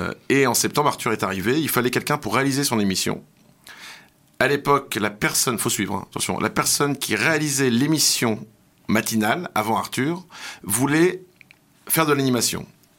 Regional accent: Paris, Île-de-France, France; quand j'étais petit à Paris, j'écumais toutes les radios en fait.

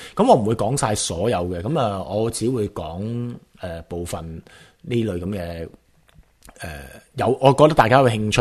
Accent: Hong Kong; 就算系我哋香港人都好啦，系咪就系觉得自己就真系咁醒咧？

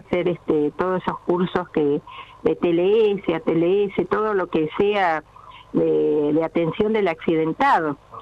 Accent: Comodoro Rivadavia, Chubut, Argentina; also born or lived in Sarmiento / Córdoba; Yo nací en Sarmiento, a los 2 años me fui a Comodoro, ahí estuve en la escuela 150, kilómetro 8, después cursé en el María Auxiliadora y me fui a Córdoba a estudiar.

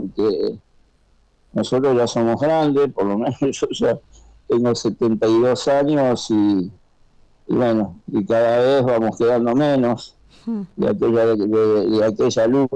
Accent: San Fernando, Buenos Aires Province, Argentina; Yo, como soy de San Fernando, mucho llegaba a él

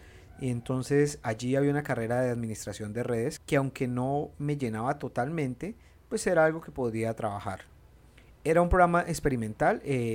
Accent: Colombia; no pude estudiar la carrera de periodismo o comunicación social como se conoce en mi país

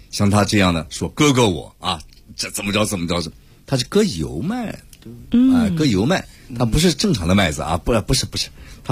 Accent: Shanxi, China; 里边我们山西人说麦可不是说麦啊，是面，

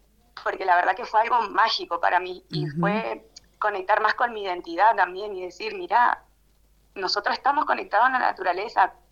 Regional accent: El Bolsón, Río Negro, Argentina; also born or lived in Trelew / Lago Puelo; Bueno, yo nací en Trelew, soy originaria de Trelew, pero desde muy chiquitos nos fuimos al Bolsón y al Lago Puelo. Así que me he criado entre Bolsón y Lago Puelo, que eso es parte de Chubut y Río Negro.

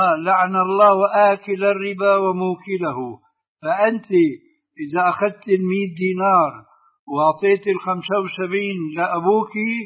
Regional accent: Jordan; هذا يعني المعاملة موجودة عندنا في الأردن.

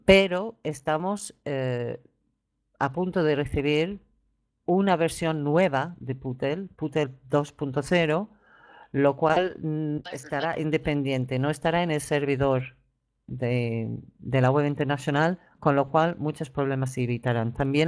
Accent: England, United Kingdom; creo que es más bien de la localidad inglesa de donde soy yo

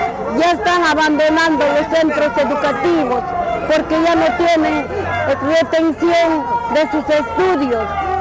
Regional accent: Chaupimarca, Pasco, Peru; vengo del distrito de Chaupimarca, el corazón de Pasco

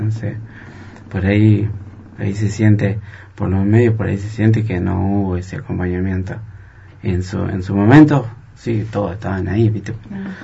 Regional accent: Jujuy, Argentina; now in Viedma, Argentina; me voy a ir a Jujuy, porque yo soy nativo de Jujuy.

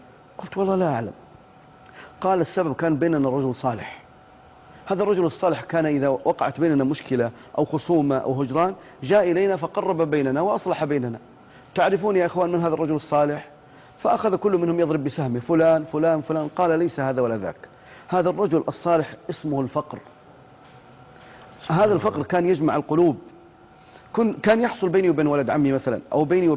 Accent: Ara, Al Bahah Province, Saudi Arabia; أنا أذكر هذا في قريتي في عارة في بني ظبيان في الباحة

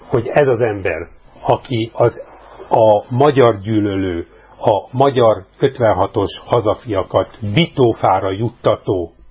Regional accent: Hungary; moved away; a szülőhazámba még turistaként sem engedett haza

